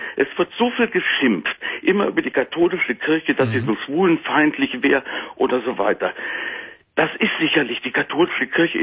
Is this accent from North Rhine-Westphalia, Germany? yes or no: yes; Cologne, North Rhine-Westphalia, Germany; born there; Ich bin geborener Kölner.